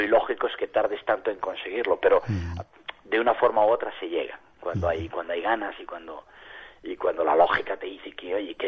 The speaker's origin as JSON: {"language": "Spanish", "town": "Palencia", "region": "Castile and León", "country": "Spain", "said": "salimos de la ciudad de Palencia, uh-huh, de donde yo soy, con otro palentino, Alberto Fernández"}